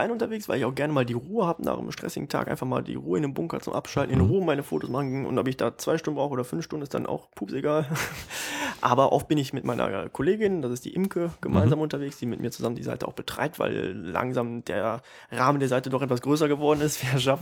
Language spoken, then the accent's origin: German; North Rhine-Westphalia, Germany; Wir kommen aus der Mitte des Ruhrgebiets, in der Nähe von Düsseldorf.